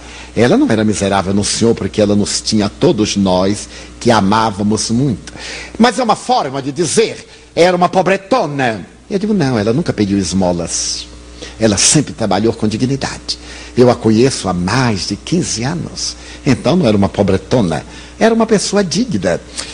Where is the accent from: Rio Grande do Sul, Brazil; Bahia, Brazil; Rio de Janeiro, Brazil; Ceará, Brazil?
Bahia, Brazil; Como eu sou baiano, eu devo ter aqui uma boa percentagem, porque eu sou é pálido, não é branco. Eu sou pálido.